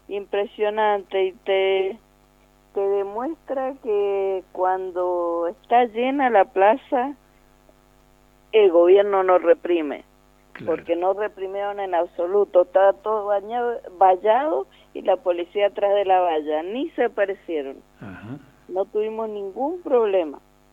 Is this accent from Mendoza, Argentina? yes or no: yes; Mendoza, Argentina; soy de Mendoza, de la agrupación 9 de abril, soy docente